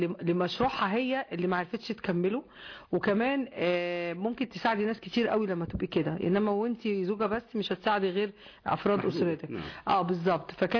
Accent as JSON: {"language": "Arabic", "town": "Nakheila", "region": "Asyut Governorate", "country": "Egypt", "tie": "born there", "said": "طبعا انا والدتي كانت من الصعيد وانا كمان مواليد قرية النخيلة"}